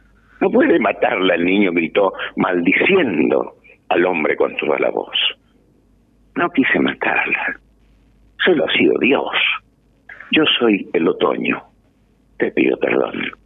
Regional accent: Curuzú Cuatiá, Corrientes, Argentina; Porque yo cuando era gurí escuché una canción ahí en Curuzucuatía, yo soy de Curuzucuatía, provincia de Corrientes

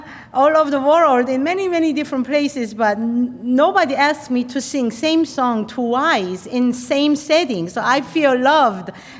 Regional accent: South Korea; now in United States; I am from Korea, you know, please bear that in mind

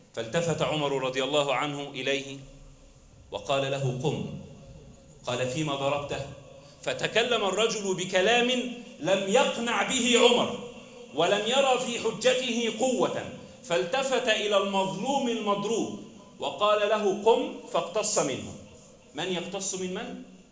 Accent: Egypt; بلدنا مصر

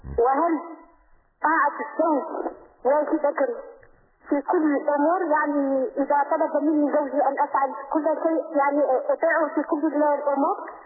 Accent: Algeria; ونحن كل الجزائريون نشكرك بصفتي كجزائري

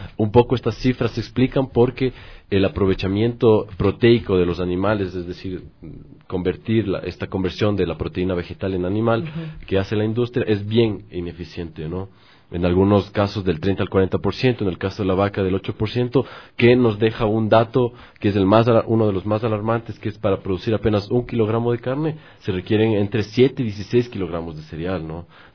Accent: Ecuador; que es la alimentación, diríamos, usual de nosotros como ecuatorianos

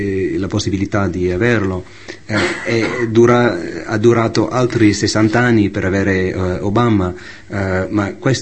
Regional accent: United States; Italian is a second language; Che lui parlava un po' nello stile di Martin Luther King, che per me come americano è uno dei personaggi più famosi, più belli, più puliti dal punto di vista reputazione americani

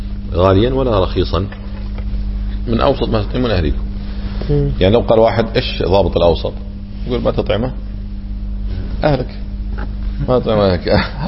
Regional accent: Kuwait; هم يكونه عندنا في الكويت تقريبا 10 دنانير

